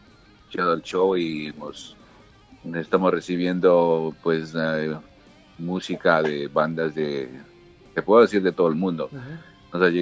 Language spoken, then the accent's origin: Spanish; Ecuador; Yo siendo ecuatoriano, pues apoyo mucho las bandas del Ecuador y Latinoamérica